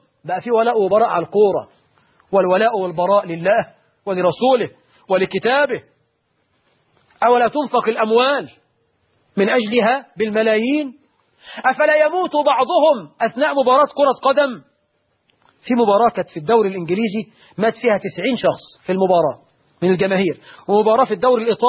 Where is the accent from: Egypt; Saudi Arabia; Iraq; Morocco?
Egypt; سيما عندنا في مصر